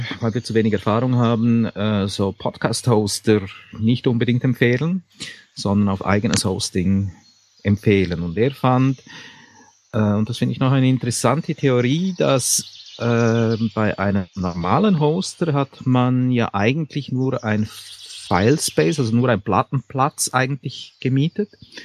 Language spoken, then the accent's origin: German; Switzerland; ich bin Schweizer, das sind Berge.